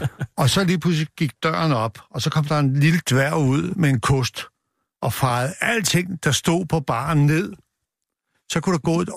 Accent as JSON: {"language": "Danish", "town": "Copenhagen", "region": "Capital Region of Denmark", "country": "Denmark", "said": "og jeg kommer fra Nørrebro"}